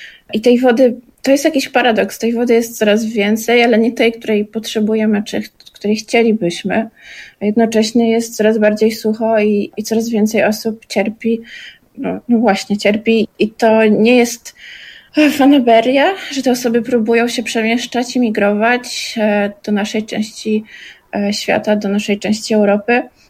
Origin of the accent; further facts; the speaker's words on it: Gdańsk, Pomeranian Voivodeship, Poland; no bo pochodzę z Gdańska, więc ten powrót do wód to jest też powrót, mój powrót do wody.